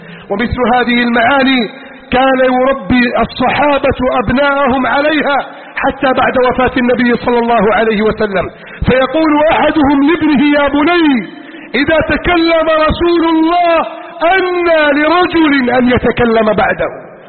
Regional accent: Egypt; واجعل بلدنا مصر آمنا مطمئنا سخاء رخاء عظيما منتصرا كبيرا يا رب العالمين

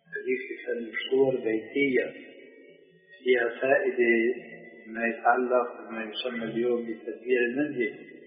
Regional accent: Damascus, Damascus Governorate, Syria; مرة صاحبني إنشاد دمشقي مثلي

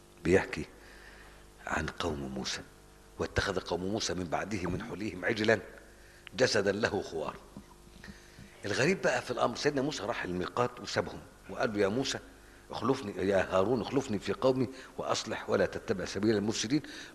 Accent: Egypt; بتحصل الحاجات دي في الأرياف عندنا في مصر ساعات

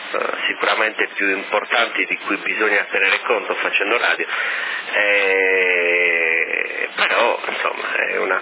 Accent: Sardinia, Italy; noi ci adeguiamo, siamo sardi, ci adeguiamo sempre.

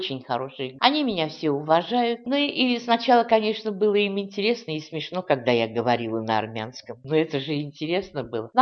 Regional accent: Ufa, Bashkortostan, Russia; born there; Родилась я в Уфе. В школу ходила в русскую. Я сама татарка

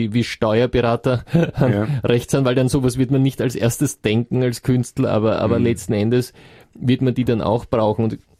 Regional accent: Austria; bei uns in Österreich

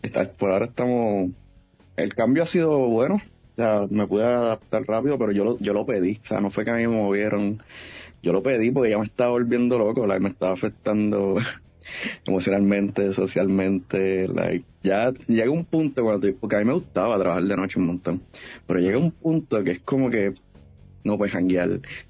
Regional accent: Bayamón, Puerto Rico; Pues mira, yo soy una persona del pueblo del Chicharrón, acá en Bayamón, donde, desde chiquito adicto a los videojuegos

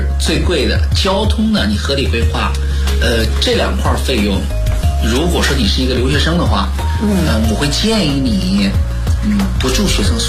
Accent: China; now in London, United Kingdom; 在我们中国人不是很愿意去的那种地方

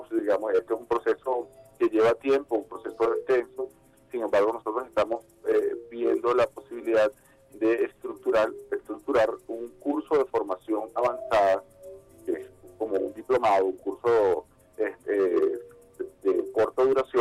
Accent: Venezuela; nos identifica como venezolanas, como venezolanos

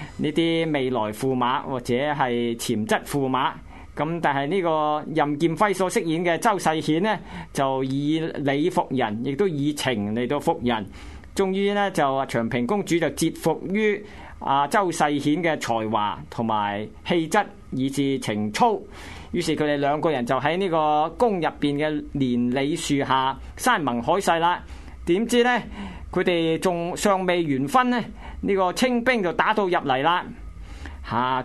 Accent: Hong Kong; 香港嘅粤文乃系华夏雅言最后一站，亦都系我哋香港人饭碗所依。

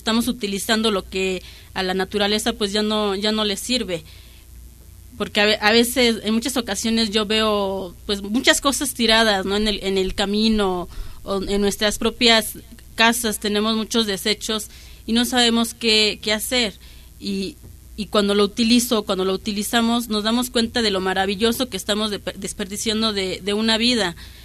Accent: Santa Martha Acatitla, Mexico City, Mexico; vengo de Santa Marta, Catitla.

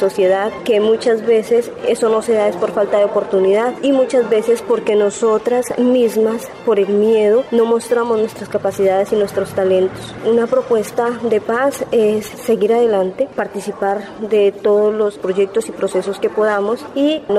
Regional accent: Popayán, Cauca, Colombia; Soy la segunda hija de 8 hermanos. Vivimos en la ciudad de Popayán, soy de Popayán.

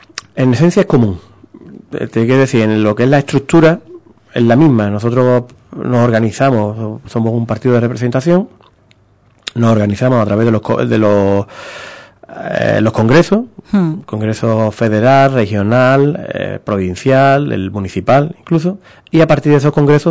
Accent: Ubrique, Andalusia, Spain; yo soy de Ubrique, que vivo en Ubrique

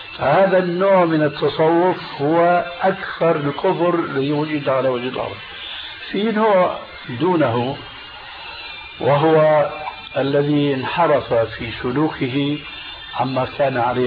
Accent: Syria; تلقفها بعض العامة عندنا في سوريا

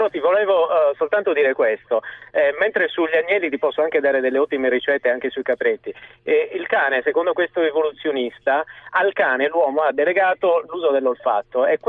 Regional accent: Sardinia, Italy; sono in realtà sono sardo, quindi ti posso invitare anche a tutte le feste di Pasqua, dove da noi insomma la cucina su queste cose è fantastica.

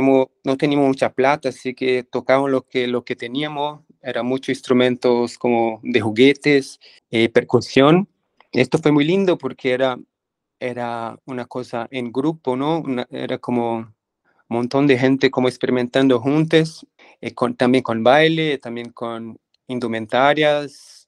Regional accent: São Paulo, Brazil; also born or lived in São Carlos / Arujá; el estado de São Paulo, al interior, pero la verdad es que nunca viví mucho ahí. Cuando pequeño ya fui a São Paulo, vivir entre São Paulo y el interior de São Paulo, que se llama Arujá, donde viven mis abuelos.

